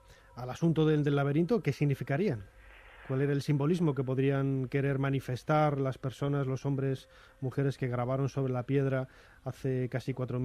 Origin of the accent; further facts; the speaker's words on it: Castile and León, Spain; born there; allí muy cerquita de donde yo nací, mi tierra, en León, que nunca está de más decir de dónde proviene cada uno.